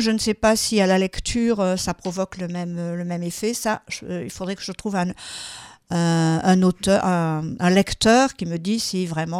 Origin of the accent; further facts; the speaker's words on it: Occitanie, France; je suis originaire des Pyrénées, je vous l'ai dit. J'ai toute mon enfance dans les Pyrénées